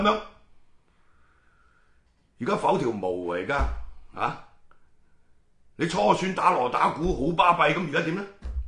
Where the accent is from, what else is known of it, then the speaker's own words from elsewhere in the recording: Hong Kong; 而家同個政府狼狽為奸，欺壓我哋香港人，係咪？